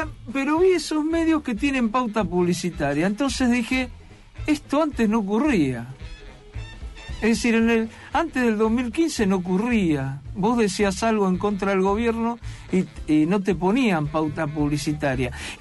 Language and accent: Spanish; Buenos Aires, Argentina; Yo venía en esta ciclotimia que tengo como porteño